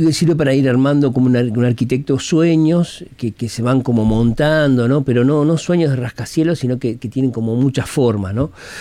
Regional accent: Uruguay; muchos uruguayos vienen, porque los uruguayos parece que somos los montevideanos, pero no, son muchos.

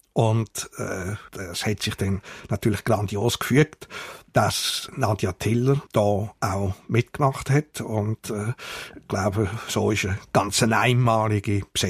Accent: Switzerland; wir sind beide Schweizer

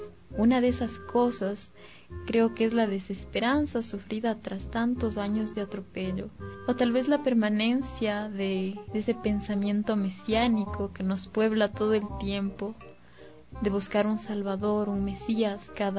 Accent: Ecuador; Porque no somos solo ecuatorianos, somos humanos

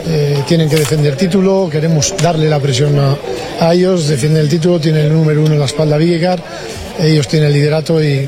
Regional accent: Bilbao, Basque Country, Spain; Yo soy de Bilbao, y como buen bilbaíno en la capital del mundo.

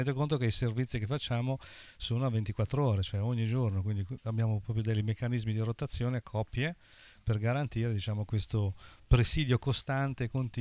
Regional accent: Genoa, Liguria, Italy; Vengo da Genova e lavoro a Genova

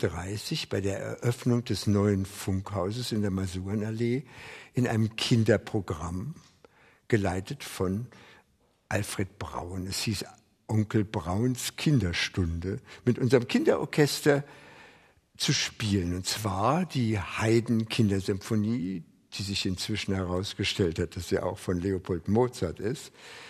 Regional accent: Lankwitz, Berlin, Germany; born there; 1924 in Lankwitz geboren

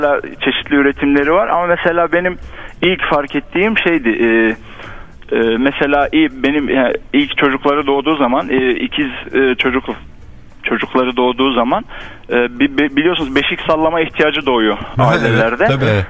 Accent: Hatay, Turkey; Hani Hataylıyım ben. Hatay'da bir kasabada oturuyoruz diyelim.

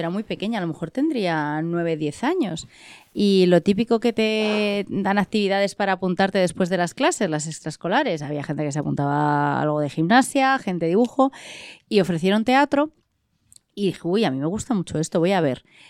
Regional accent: Guadalajara, Castilla-La Mancha, Spain; somos las dos de Guadalajara y nos encontramos.

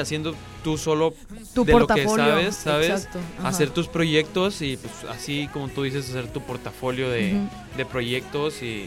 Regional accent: Mexico; Y que cambie todo ese concepto de que, pues, los mexicanos, no sé, somos flojos

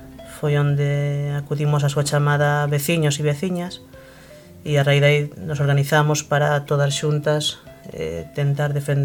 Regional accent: Filloi, Galicia, Spain; nos vimos de da comarca de Terra de Montes, que está na provincia de Pontevedra, no interior da provincia de Pontevedra, e que abrangue os concellos de Forcarei, de Cerdedo e de Beariz.

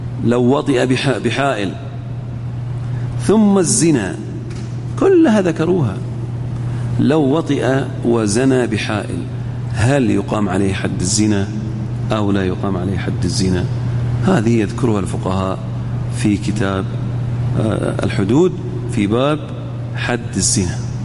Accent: Al-Ahsa, Eastern Province, Saudi Arabia; إحنا عندنا في الأحساء

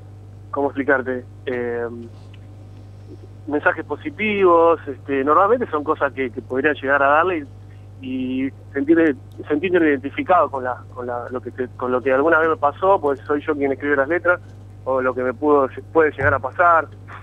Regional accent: Rosario, Santa Fe, Argentina; porque venimos de Rosario.

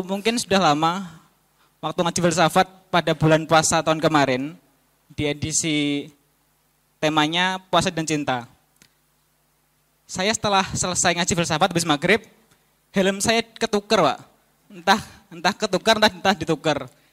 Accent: Madiun, East Java, Indonesia; asalnya dari Madiun.

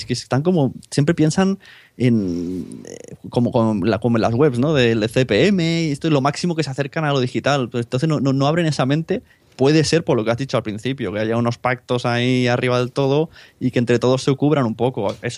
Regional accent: Palau-solità i Plegamans, Catalonia, Spain; Es como si somos aquí el Palau de Plegamans, que es mi pueblo

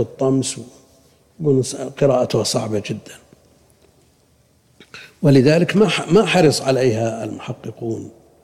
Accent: Buraydah, Al-Qassim, Saudi Arabia; الشيخ عندنا ببريدة ينسخ الكتب

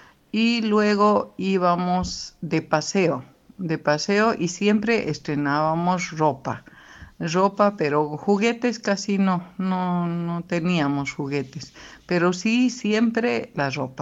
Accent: Bolivia; y esas eran la Navidad en mi tierra, Bolivia

